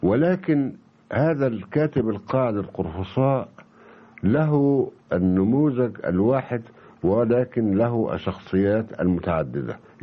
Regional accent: Egypt; لأن أنا أعتقد أن نظرة الأجنبي أهم من نظرتي أنا كمصري

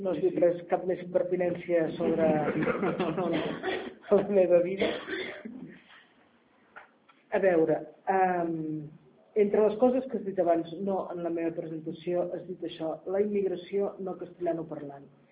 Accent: Masquefa, Catalonia, Spain; perquè és que sóc de Masquefa, que és un poble.

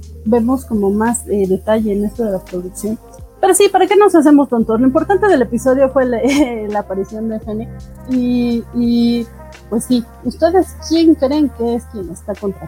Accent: Mexico City, Mexico; accent: chilango; Espero que funcione mi dialecto chilango.

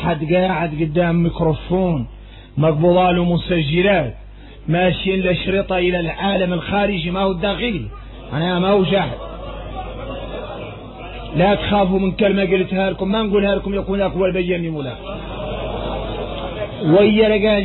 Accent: Mauritania; يا غير احنا موريتاني فينا واحدين اولاد الخيام الكبارات

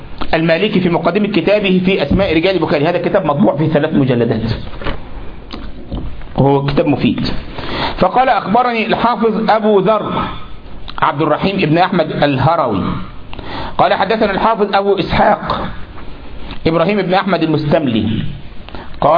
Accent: Egypt; عندنا في مصر كل لبيب بالإشارة يفهم

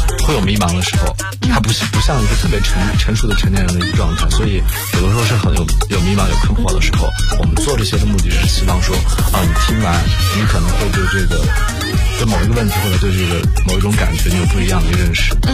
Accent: North China, China; 其实我是北方人，去北方长大、

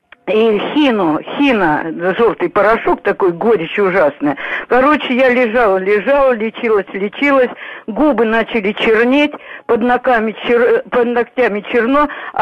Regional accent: Komsomolsk-on-Amur, Khabarovsk Krai, Russia; born there; В детстве, а я уроженка Комсомольска на Амуре, я заболела

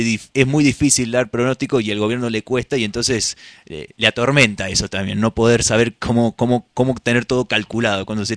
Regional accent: Córdoba, Argentina; Yo que vengo de la ciudad de Córdoba

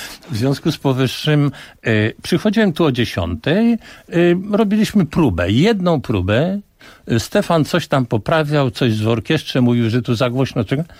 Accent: Warsaw, Masovian Voivodeship, Poland; Ja się urodziłem na Pradze warszawskiej. Z jednej strony to było bardzo źle, z drugiej strony bardzo dobrze

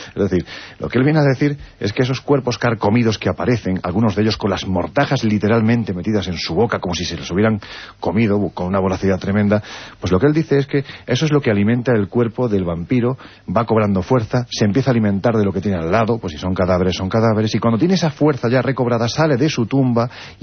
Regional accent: Jaén, Andalusia, Spain; Mira, hace dos semanas, estando en mi tierra, en Jaén, presentando precisamente la novela

